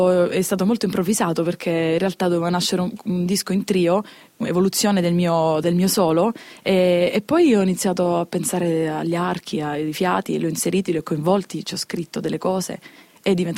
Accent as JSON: {"language": "Italian", "town": "Lecce", "region": "Apulia", "country": "Italy", "said": "Sì, sono di Lecce."}